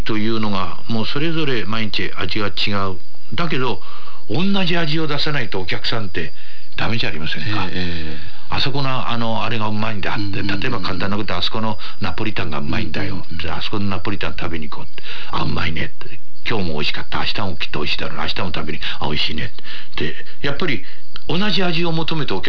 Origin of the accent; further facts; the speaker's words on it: Tokyo, Japan; 私が生まれ育ったところは本所というところなんですけども、今の墨田区ですね、浅草から東橋を渡ってすぐのところで生まれたんですけども、